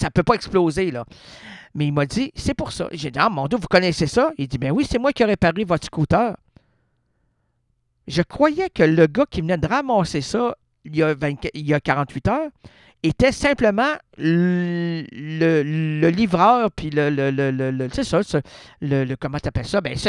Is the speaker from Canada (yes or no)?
yes; Quebec, Canada; Non, on est français au Québec, là. On est francophone au Québec.